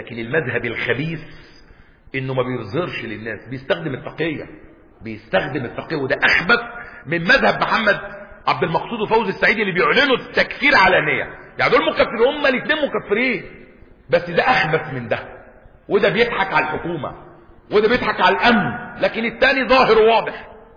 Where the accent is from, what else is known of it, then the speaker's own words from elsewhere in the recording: Egypt; اسكندريه ممنوعه علينا كمصريين ولا ايه؟